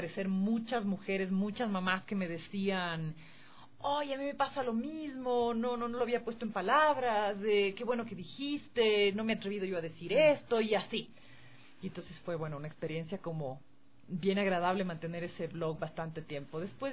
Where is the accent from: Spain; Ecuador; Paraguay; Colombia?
Ecuador; ¿vos sabes cómo somos nosotros los ecuatorianos de muy dados?